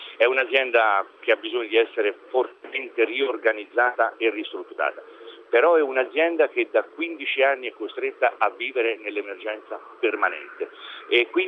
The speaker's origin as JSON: {"language": "Italian", "town": "Florence", "region": "Tuscany", "country": "Italy", "said": "Sono fiorentino."}